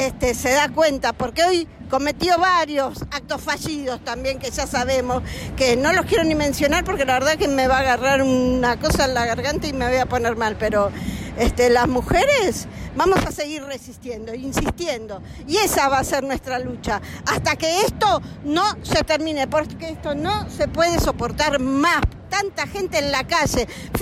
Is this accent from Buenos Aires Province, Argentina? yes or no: yes; San Miguel, Buenos Aires Province, Argentina; Yo no soy de acá, soy de San Miguel, pero no importa, este va a ser siempre mi lugar, hace rato que es mi lugar.